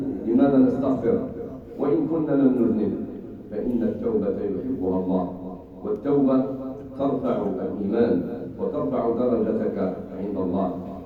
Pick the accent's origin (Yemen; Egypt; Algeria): Algeria; بلادنا الجزائر الحبيبة التي قامت من أول لحظة بمساعدة الناس المنكوبين